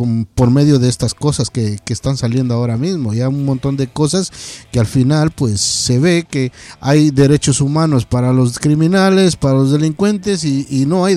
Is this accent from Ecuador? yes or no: yes; Ecuador; moved away; yo soy un inmigrante de Ecuador que estoy por acá más de 20 años